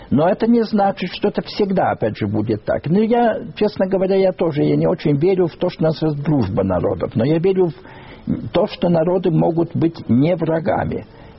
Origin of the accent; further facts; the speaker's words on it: Lithuania; Я так немножко удивился, потому что я литовец и считаю, что там литовская была.